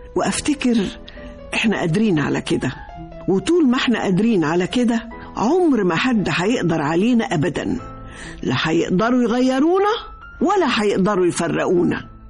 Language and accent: Arabic; Egypt; دي إنسانيتنا ولهجتنا وأكلنا وعاداتنا وثقافتنا، والأهم من ده كله مصريتنا